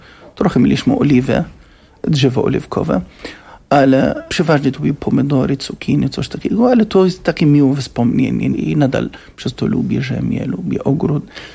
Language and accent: Polish; Gaza Strip, Palestine; now in Poland; Ja pochodzę z Strefy Gazy. Cała moja rodzina w Strefie Gazy.